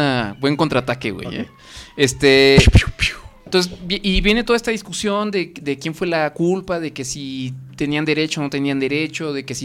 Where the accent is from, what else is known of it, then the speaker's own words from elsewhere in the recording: Mexico; bailemos y echemos desmadre como buenos mexicanos que somos, güey